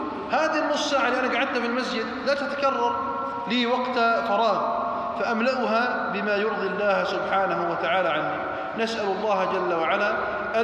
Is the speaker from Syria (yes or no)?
no; Jordan; اللهم احفظ على بلدنا الأردن الأمن والأمان والإيمان